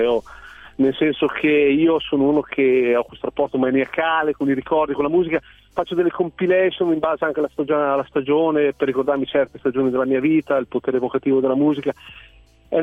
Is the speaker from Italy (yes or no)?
yes; Emilia-Romagna, Italy; Io sono nato in provincia di Modena, nell'Appennino modenese, e fino a 27 anni ho vissuto lì, ho frequentato il bar del paese